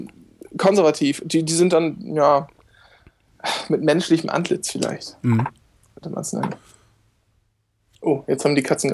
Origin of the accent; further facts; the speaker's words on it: Lower Saxony, Germany; ich komme aus Ostfriesland, muss ich dazu sagen